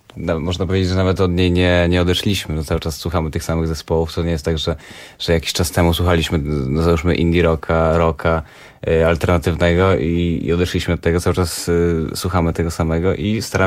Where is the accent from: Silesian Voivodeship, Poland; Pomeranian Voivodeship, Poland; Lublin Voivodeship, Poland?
Lublin Voivodeship, Poland; Lublin; Wszyscy jesteśmy z Lublina.